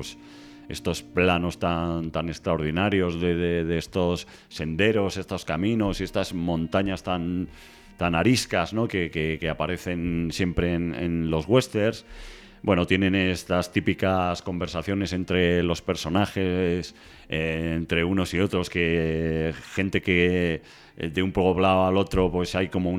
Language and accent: Spanish; Spain; como somos los españoles, ¿no?